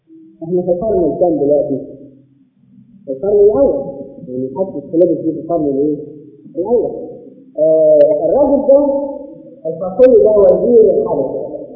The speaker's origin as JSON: {"language": "Arabic", "country": "Egypt", "said": "ولو ان احنا كمصريين طبعا بنقول الان"}